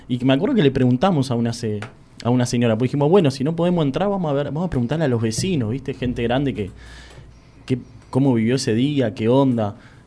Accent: Aldo Bonzi, Buenos Aires Province, Argentina; Yo soy de Aldo Bonzi.

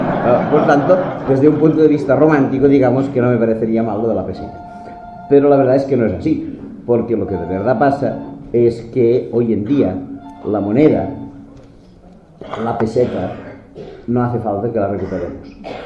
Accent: Catalonia, Spain; a mí me gustaría volver a la peseta, entre otras razones, porque soy catalán.

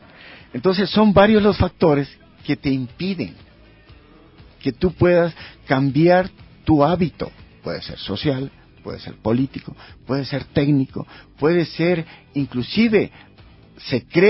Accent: Esmeraldas, Ecuador; Yo soy de Esmeraldas y allá, si tú puedes ir a ver, tenemos nuestros huertos orgánicos.

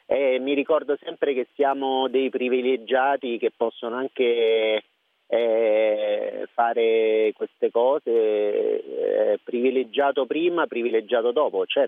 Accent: Lazio, Italy; io sono dei Castelli Romani, ho iniziato da questa televisione piccolissima

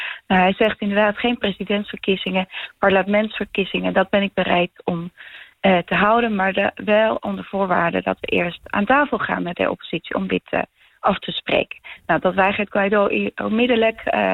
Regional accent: Bolivia; ik kom uit Bolivia.

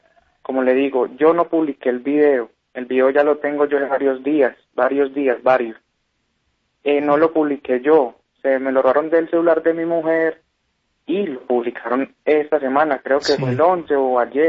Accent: Belén de Umbría, Risaralda, Colombia; porque yo soy de Belén de Umbría

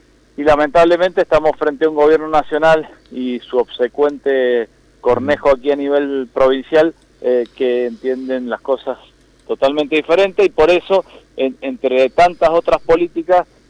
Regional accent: Mendoza, Argentina; esta crisis generalizada que estamos viviendo como pueblo argentino y como pueblo mendocino

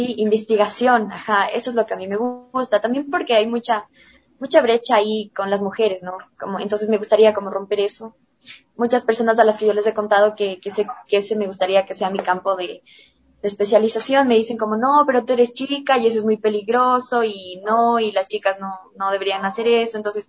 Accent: Ecuador; como ecuatorianos, no tenemos esa cultura de consumir arte

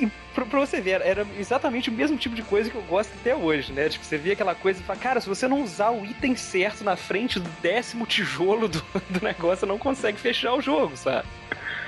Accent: Minas Gerais, Brazil; Eu gasto tudo pagando pela água do mar, que eu sou mineiro, né, pô?

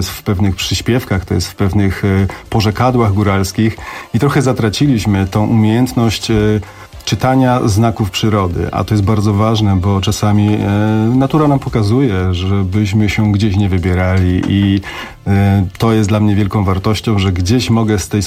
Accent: Silesian Voivodeship, Poland; Ja jestem góralem, urodzonym pod Pilskiem.

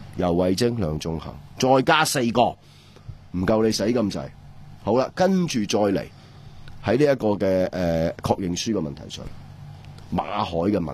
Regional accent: Hong Kong; 我哋香港人

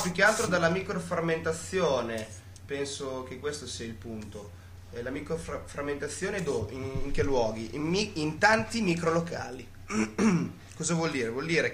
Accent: Ferrara, Emilia-Romagna, Italy; vengo da Ferrara.

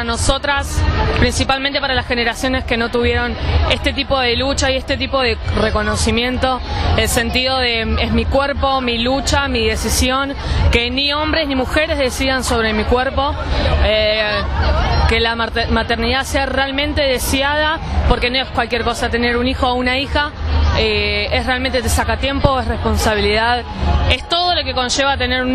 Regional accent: Banfield, Buenos Aires Province, Argentina; soy de Zona Sur, Banfield

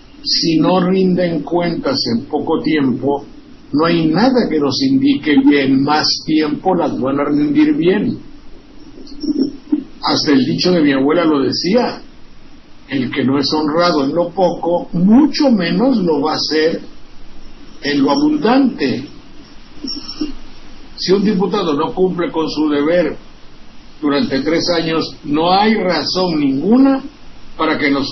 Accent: Xalapa, Veracruz, Mexico; lamento muchísimo que sea de mi pueblo, de Jalapa

